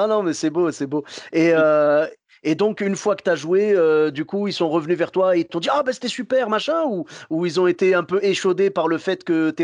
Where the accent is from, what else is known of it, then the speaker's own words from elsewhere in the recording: Clermont-Ferrand, Auvergne-Rhône-Alpes, France; j'aime le fromage parce que je viens de Clermont-Ferrand